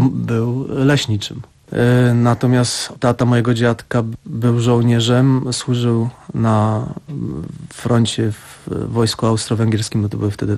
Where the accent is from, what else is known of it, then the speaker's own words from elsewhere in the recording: Lesser Poland, Poland; wychowując się właśnie na Podhalu